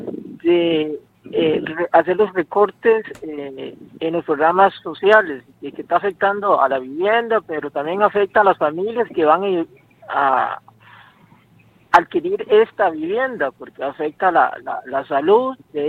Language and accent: Spanish; Guácimo, Limón, Costa Rica; soy de Guasim y ahorita estamos organizando un grupo de vivienda en el distrito de Río Jiménez.